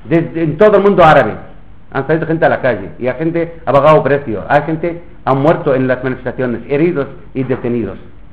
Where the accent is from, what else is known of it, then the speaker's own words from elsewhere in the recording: Palestine; estamos resistiendo en los campamentos de refugiados, como en Cisjordania, como en Gaza